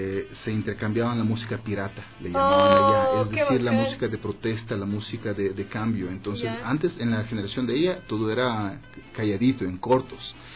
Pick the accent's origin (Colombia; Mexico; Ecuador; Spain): Ecuador; also born or lived in Russia; Yo soy ecuatoriano